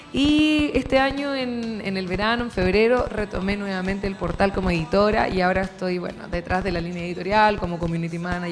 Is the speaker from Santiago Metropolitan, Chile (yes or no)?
yes; Puente Alto, Santiago Metropolitan, Chile; Esos, esos son mis barrios.